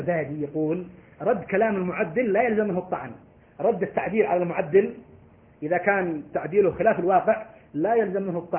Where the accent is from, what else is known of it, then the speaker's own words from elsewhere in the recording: Morocco; أنا مغربي سلفي.